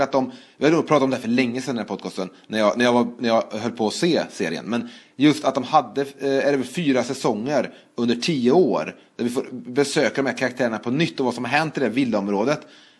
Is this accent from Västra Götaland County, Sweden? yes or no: yes; Trollhättan, Västra Götaland County, Sweden; Man var hemma över sommaren i Trollhättan. Jag åker hem.